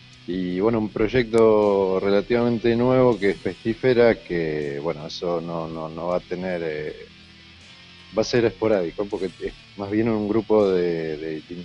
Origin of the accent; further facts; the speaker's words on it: Lima, Buenos Aires Province, Argentina; es un pueblo que se llama Lima, medio camino entre Zárate y Varadero, son 100 kilómetros más o menos ahí